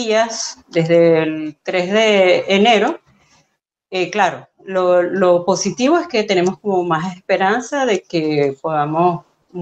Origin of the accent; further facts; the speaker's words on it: Venezuela; aunque yo soy venezolana, mi mamá era venezolana, pero mi papá era peruano